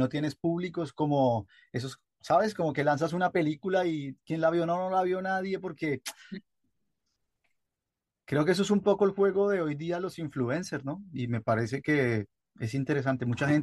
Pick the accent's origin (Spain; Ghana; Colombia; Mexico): Colombia; moved away as an adult; desde que me fui de Colombia en el 2021 a hoy